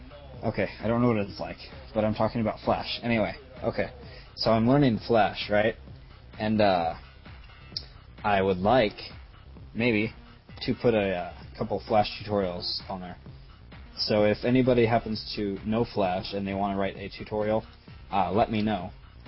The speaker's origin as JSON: {"language": "English", "region": "Florida", "country": "United States", "moved": "yes", "said": "Hey, I'm from Florida, sir."}